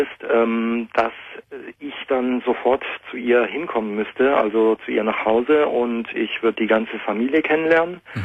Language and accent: German; Germany; ich bin Deutscher.